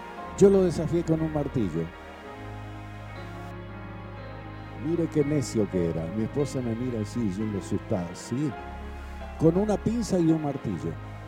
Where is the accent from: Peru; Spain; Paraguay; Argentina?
Argentina; Santa Fe; now in Buenos Aires, Argentina; Me vine a Buenos Aires de Santa Fe, lo más bien.